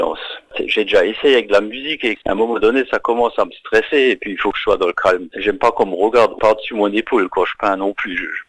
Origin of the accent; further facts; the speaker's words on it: Stiring-Wendel, Grand Est, France; à Styrin-Vandel, là d'où je viens, en Moselle, dans le 57.